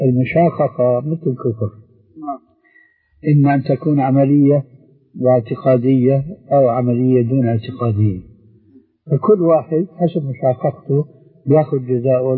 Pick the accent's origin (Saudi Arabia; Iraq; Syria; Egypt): Syria; حتى يصير اللهي كما يقولون عندنا في الشام